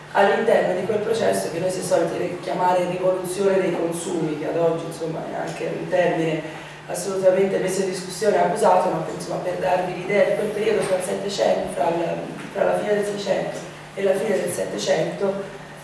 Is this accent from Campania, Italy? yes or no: no; Florence, Tuscany, Italy; vengo dall'Università di Torino, ma in realtà sono di Firenze, come probabilmente sentirete.